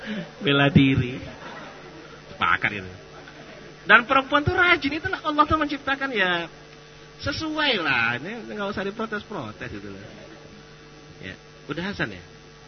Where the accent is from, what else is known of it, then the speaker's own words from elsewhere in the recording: Sumatra, Indonesia; Di beberapa daerah, mungkin di daerah saya juga begitu di Sumatera ya.